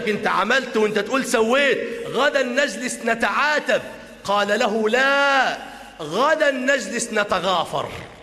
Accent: Damietta, Damietta Governorate, Egypt; عندنا في دمياط مسجد ما شاء الله من المساجد الكبيرة

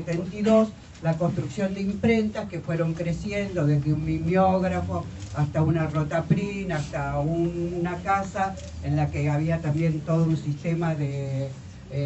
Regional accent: Buenos Aires, Argentina; soy de Buenos Aires.

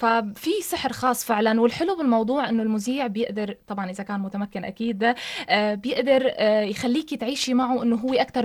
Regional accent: Syria; احنا عم نورجي للعالم كله انه احنا سوريين عم نحارب بالفكر بالعلم بالفن بكل المجالات

